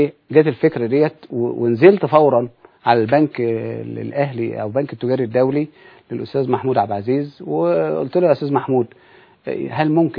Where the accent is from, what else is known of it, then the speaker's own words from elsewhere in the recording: Egypt; أزمة المواصلات والجراشات اللي موجودة عندنا في مصر.